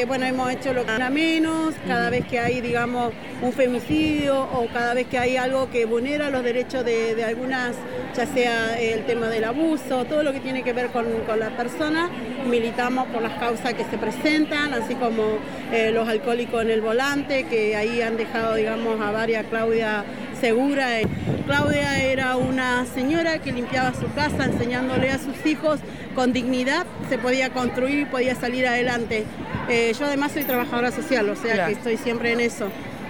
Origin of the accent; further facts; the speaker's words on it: General Roca, Río Negro, Argentina; soy de General Roca, Río Negro, vine con Neuquén.